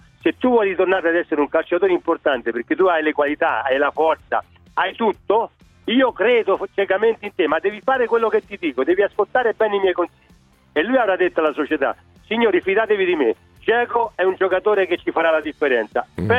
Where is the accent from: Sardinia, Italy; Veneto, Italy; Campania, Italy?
Campania, Italy; Naples; Io sono napoletano, tifosissimo del Napoli